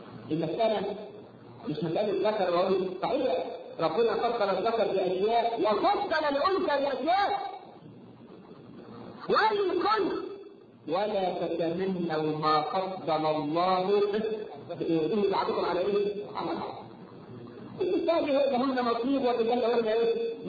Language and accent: Arabic; Egypt; احنا كمصريين